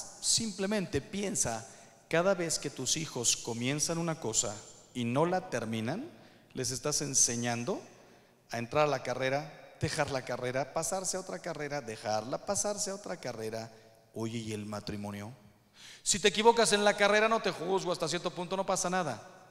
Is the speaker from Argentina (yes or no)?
no; Mexico; No quiero hablar mal de mi país, soy mexicano